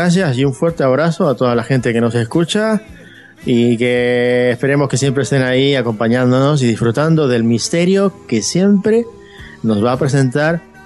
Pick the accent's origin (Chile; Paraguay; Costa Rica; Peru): Peru; Arequipa; now in Madrid, Spain; yo soy de Arequipa, del sur del Perú, y bueno, llevo aquí en Madrid aproximadamente un poco más de 13 años.